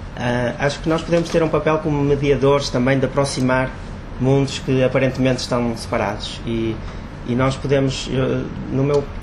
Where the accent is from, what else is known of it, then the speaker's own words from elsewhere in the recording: Portugal; sou português, não vivo em Angola, venho cá períodos mais ou menos 6 em 6 meses, e também estou a fazer um doutoramento em Londres